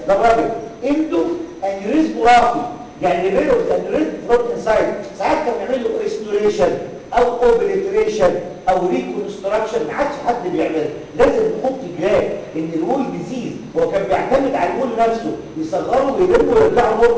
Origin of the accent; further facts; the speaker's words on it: Egypt; عندنا في مصر الطريقه الرسميه اللي بتتعمل هي الاوبن